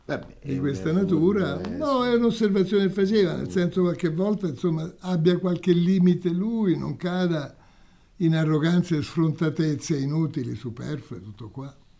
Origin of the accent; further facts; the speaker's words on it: Naples, Campania, Italy; io sono napoletano pure io, insomma, diciamo di storia, di tradizione, di antropologia, eccetera.